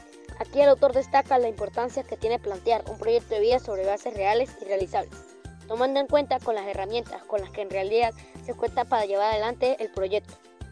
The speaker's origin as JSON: {"language": "Spanish", "country": "Venezuela", "said": "Música venezolana en la mañana es lo mejor para estimular desde temprano nuestro ser como venezolanos."}